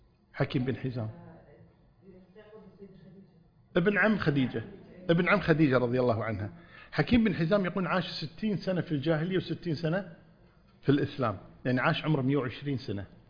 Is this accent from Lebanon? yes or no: no; Kuwait; في إحدى الوزارات عندنا في الكويت